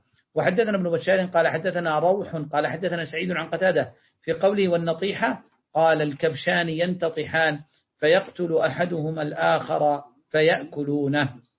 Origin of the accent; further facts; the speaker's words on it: Yemen; لا شيخنا هذا موجود عندنا في اليمن